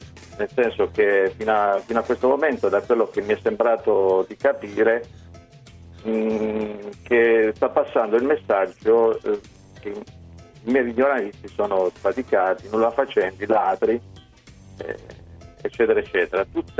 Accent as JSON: {"language": "Italian", "region": "Apulia", "country": "Italy", "said": "almeno dalle mie parti qui nella provincia di Bari."}